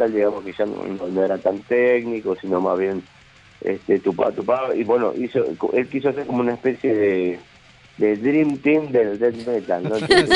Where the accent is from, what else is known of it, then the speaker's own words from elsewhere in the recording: Claypole, Buenos Aires Province, Argentina; los que vivimos más cerca es Norberto Oviedo, el guitarrista, y yo, somos de acá de Claypole.